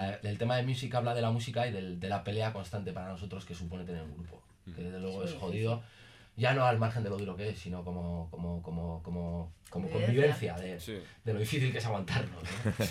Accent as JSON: {"language": "Spanish", "town": "Barakaldo", "region": "Basque Country", "country": "Spain", "said": "los que somos de Baracaldo no salíamos a Baracaldo por culpa de esa gente que va a Baracaldo"}